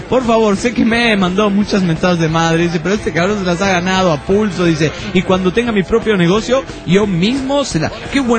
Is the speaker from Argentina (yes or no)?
yes; Salta, Argentina; de Salta, Argentina. Y ahora estoy en París por un mes.